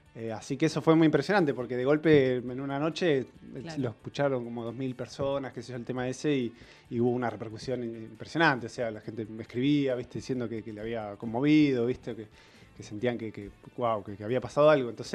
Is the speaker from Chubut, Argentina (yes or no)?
no; Mar del Plata, Buenos Aires Province, Argentina; yo soy de Mar del Plata y no sabía bien dónde grabarlo